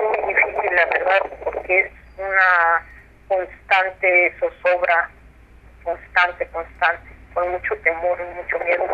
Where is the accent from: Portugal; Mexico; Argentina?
Mexico; Mexico City; Nosotros somos del centro del DF